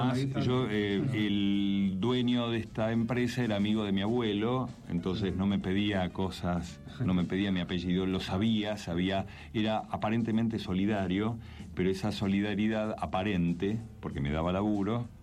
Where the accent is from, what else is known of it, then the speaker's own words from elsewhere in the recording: Mar del Plata, Buenos Aires Province, Argentina; also born or lived in Brazil; now in Buenos Aires, Argentina; mi hermano, el que me sigue a mí en edad, y yo nos fuimos de Mar del Plata al tiempo.